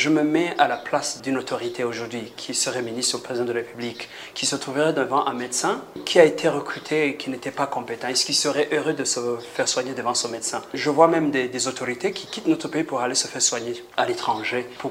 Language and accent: French; Burundi; D'abord, on est Burundais, où que nous soyons